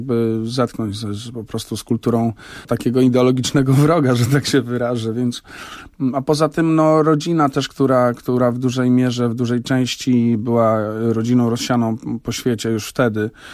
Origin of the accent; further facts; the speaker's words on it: Warsaw, Masovian Voivodeship, Poland; Wychowywałem się na Chomiczówce w takiej rodzinie, która była bardzo zaangażowana antykomunistycznie.